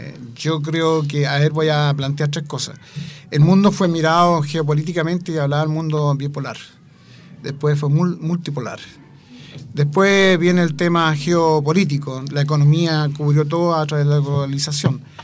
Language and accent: Spanish; Talcahuano, Biobío, Chile; Nacido y criado en Talcahuano.